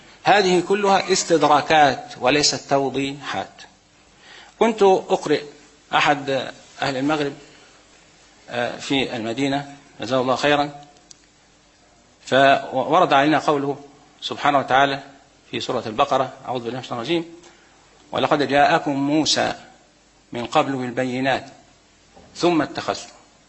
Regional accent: Egypt; عندنا في مصر الآن لا تحريرات

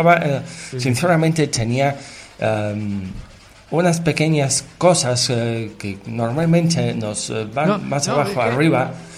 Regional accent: Argentina; Yo que soy argentino, que ya prácticamente vivimos toda la mierda que nos pueden echar en este planeta.

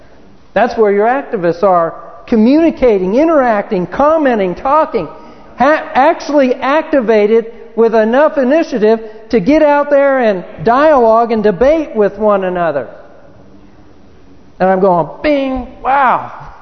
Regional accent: Chino, California, United States; Where I grew up in Chino, California, by the time I left high school

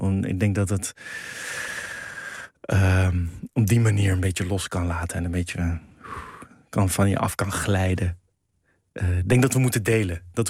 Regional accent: The Hague, South Holland, Netherlands; We zijn vrij vroeg verhuisd. Dus ik ben in de Schilderswijk geboren, maar daarna in het oude centrum van Den Haag opgegroeid. En in Voorburg, zo'n buitenwijk in Den Haag op school gezeten.

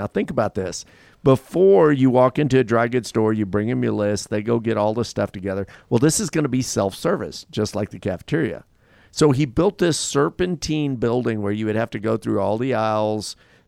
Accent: Louisiana, United States; born there; I grew up in Louisiana or I didn't grow up there, but I was born there.

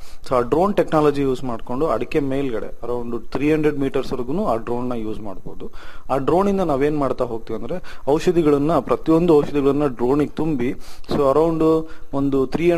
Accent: Anaveri, Karnataka, India; ನನ್ನ ಸ್ವಂತ ಊರು ಬಂದು ಆನವೇರಿ, ಭದ್ರಾವತಿ ತಾಲೂಕು, ಶಿವಮೊಗ್ಗ ಡಿಸ್ಟಿಕ್. ನಮ್ಮ ತಂದೆ ತಾಯಿ ಹಾಗೂ ಪೂರ್ವಜರು ಎಲ್ಲರೂ ಕೂಡ ವ್ಯವಸಾಯದಲ್ಲೇ ಇದ್ದಾರೆ.

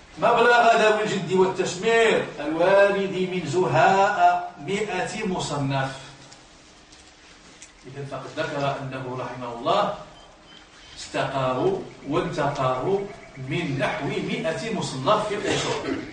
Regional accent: Libya; لمدن كثيرة كاين في المغرب وعندنا في ليبيا

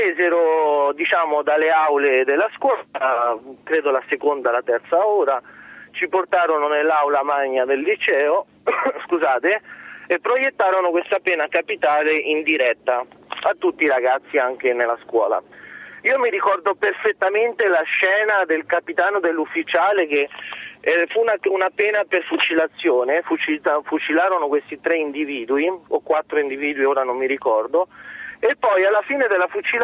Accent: Guatemala; sono cresciuto in Guatemala, ho fatto il liceo francese in Guatemala.

